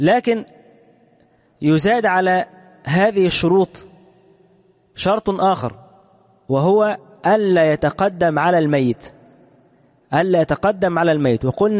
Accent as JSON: {"language": "Arabic", "country": "Egypt", "said": "خصوصا عندنا في مصر هنا"}